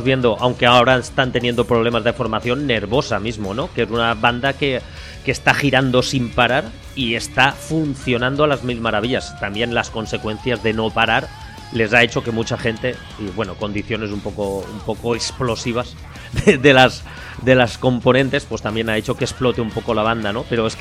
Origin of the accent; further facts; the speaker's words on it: Ontinyent, Valencian Community, Spain; yo hace poco en mi pueblo, Ontiñán, trajeron una banda tributo a ….